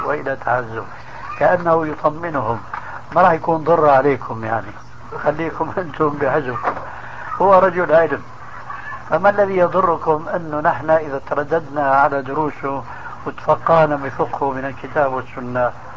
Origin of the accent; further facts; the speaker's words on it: Syria; كانوا من كما يقولون عندنا في سوريا في الجماعة من عظم الرقبة